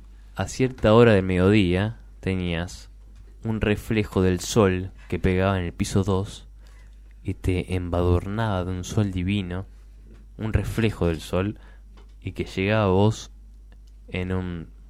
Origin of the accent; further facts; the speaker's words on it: Argentina; yo soy argentino